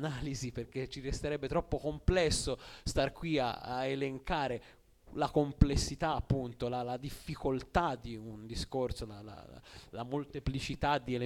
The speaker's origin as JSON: {"language": "Italian", "town": "Orbetello", "region": "Tuscany", "country": "Italy", "said": "io sono di Orbetello"}